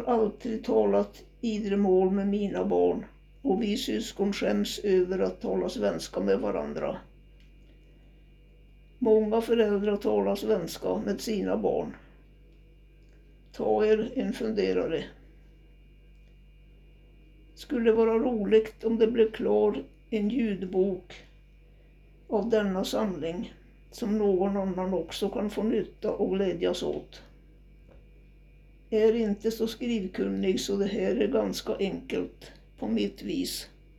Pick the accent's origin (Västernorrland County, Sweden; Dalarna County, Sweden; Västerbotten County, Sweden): Dalarna County, Sweden; Storsäten; accent: Idre dialect; Den 18 juli 1935 föddes jag i gamla skolan i Storsäten hos farmor och farfar.